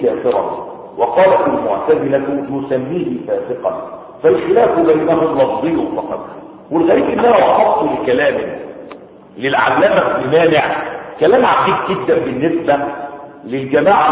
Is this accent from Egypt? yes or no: yes; Egypt; زي ما العوام عندنا في مصر يقولون